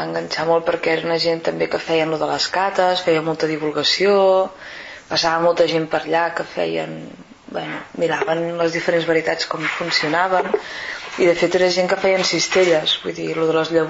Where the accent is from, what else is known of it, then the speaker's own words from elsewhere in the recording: Sabadell, Catalonia, Spain; jo soc de Sabadell